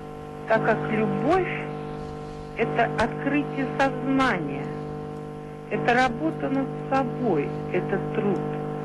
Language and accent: Russian; Glazkovo, Saratov Oblast, Russia; Я из Глазкова, Саратовской области.